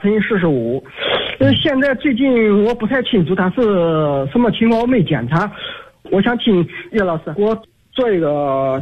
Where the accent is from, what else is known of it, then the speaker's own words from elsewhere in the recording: Anhui, China; 今年48岁。